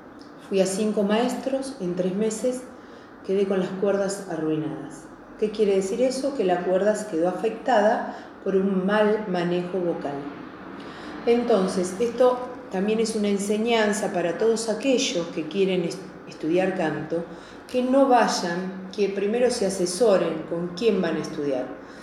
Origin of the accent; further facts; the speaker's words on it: Ciudadela, Buenos Aires Province, Argentina; born there; Sí, yo soy nacida en Ciudadela, mis papás son de Ciudadela, más de 100 años que tiene la familia … Ciudadela, ¿no? Porque, bueno